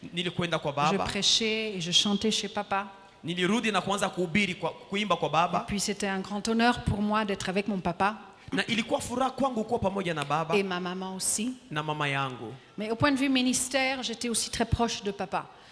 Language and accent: French; DR Congo; moved away; Parce que j'ai quitté le Congo en 1980 pour jamais revenir. Pour moi, le Congo, c'était pour papa et maman.